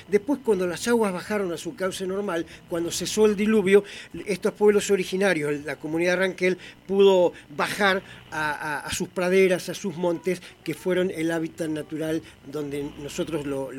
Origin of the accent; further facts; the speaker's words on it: Argentina; así como nosotros, como pueblo argentino